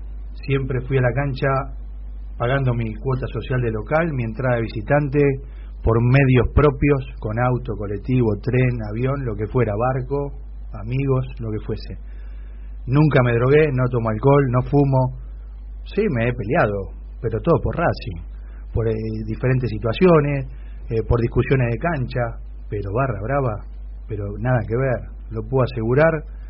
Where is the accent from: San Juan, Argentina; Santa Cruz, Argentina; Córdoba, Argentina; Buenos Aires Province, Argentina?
Buenos Aires Province, Argentina; Avellaneda; born there; Yo tengo toda la vida, nací en Avellaneda